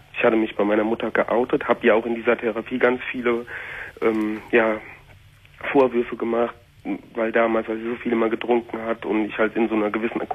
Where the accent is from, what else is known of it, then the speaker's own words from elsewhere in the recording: North Rhine-Westphalia, Germany; ich komme halt aus dem Siegerland und da sind so viele frei kirchliche, frei evangelische, fundamentalistische Gemeinden.